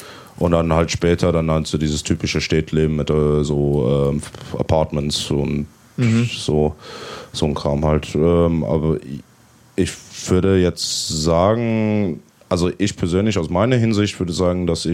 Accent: South Africa; Ich bin halt in Südafrika aufgewachsen und da hat man halt nicht so wie in Namibia so eine deutsche Gemeinschaft. Mhm. Also bei uns in Südafrika ist halt, also in meiner Gegend ist eigentlich hauptsächlich die Engländer und die Buren.

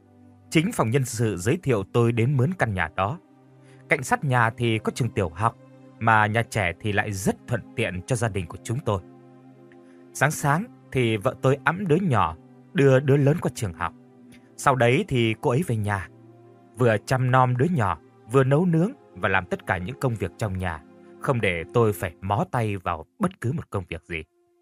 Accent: Mekong Delta, Vietnam; Tôi là dân miền Tây Nam Bộ

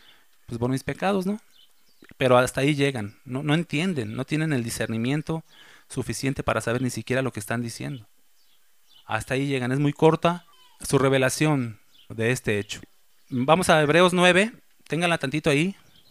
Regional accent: Mexico City, Mexico; Yo soy chilango. Saludos a todos mis compatriotas chilangos.

